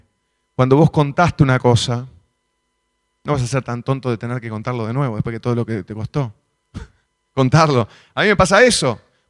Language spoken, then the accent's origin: Spanish; Montevideo, Uruguay; iba caminando por Positos en Montevideo, de donde yo soy